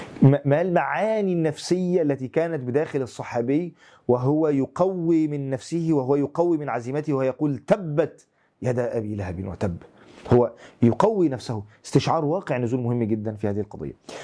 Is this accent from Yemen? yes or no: no; Syria; تخيل يعني في بلادنا سوريا الحبيبة وما تعاني من قضايا ومشاكل وابتلاءات